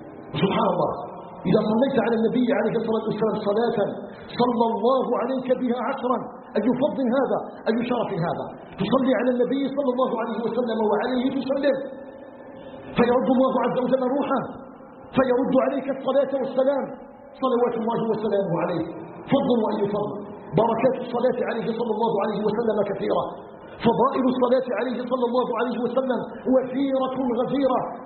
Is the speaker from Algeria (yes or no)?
yes; Algeria; أن يجعل بلدنا الجزائر بلدا آمنا مطمئنا